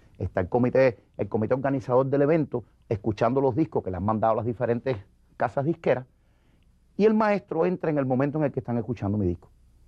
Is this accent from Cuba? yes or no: yes; Cuba; Yo volví para Cuba, mi pueblo sabía dónde yo había estado y sabía que lo había representado.